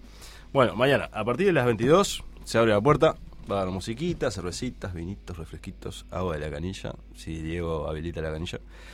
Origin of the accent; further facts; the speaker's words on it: Paysandú, Uruguay; Nos creo conocemos todos de Paysandú. Claro, y yo somos de Paysandú